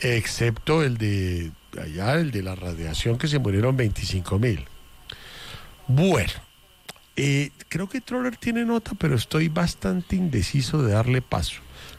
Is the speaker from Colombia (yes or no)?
no; Argentina; Es que porque yo soy argentino, yo hago parrilla